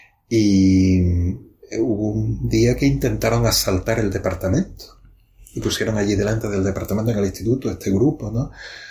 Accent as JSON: {"language": "Spanish", "town": "Torrox", "region": "Andalusia", "country": "Spain", "tie": "born or raised there", "said": "El último fue el curso pasado en mi pueblo, ¿no?, en Torrox."}